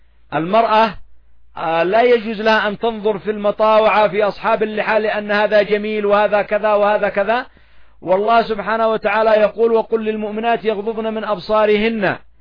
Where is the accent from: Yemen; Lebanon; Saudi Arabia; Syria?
Yemen; فالعامة حتى نحن ها هنا نعاني من هذه المشاكل، إلا أن عندنا في اليمن